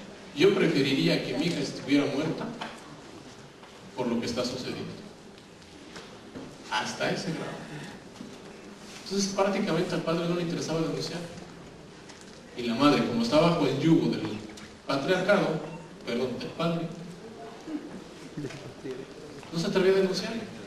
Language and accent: Spanish; Mexico; Como buenos mexicanos, cuando nos piden llenar un formulario, siempre, no sé por qué, ahí sí somos perfectibles